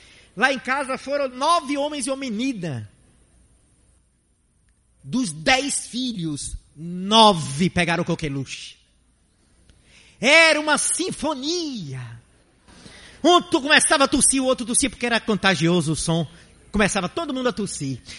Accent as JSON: {"language": "Portuguese", "town": "Cabo de Santo Agostinho", "region": "Pernambuco", "country": "Brazil", "said": "Eu sou da cidade do Cabo de Santo Agostinho, que fica hoje a simplesmente 20 minutos com o trânsito tranquilo num dia de domingo."}